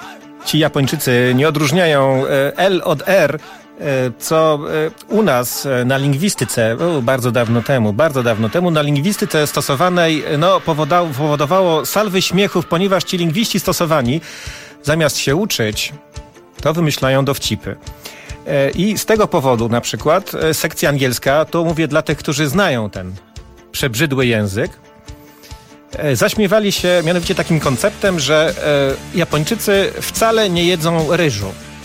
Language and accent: Polish; Silesian Voivodeship, Poland; accent: Silesian; W sprawie mojego śląskiego akcentu Tomek znowu mnie molestuje.